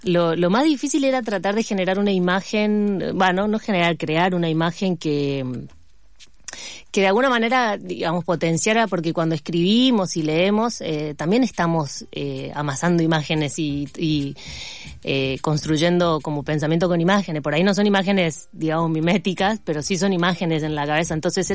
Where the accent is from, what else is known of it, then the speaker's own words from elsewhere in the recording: Formosa, Argentina; also born or lived in La Plata; Y comenzó en Formosa, yo soy de Formosa. Y bueno, cuando estudié en La Plata, viví mucho tiempo para allá, y cuando volví a Formosa